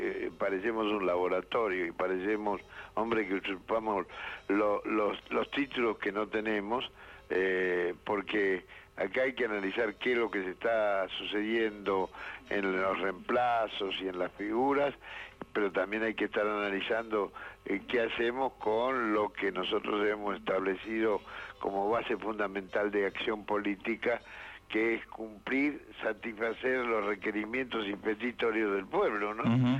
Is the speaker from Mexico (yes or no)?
no; Argentina; Yo soy argentino y solamente pienso en el presente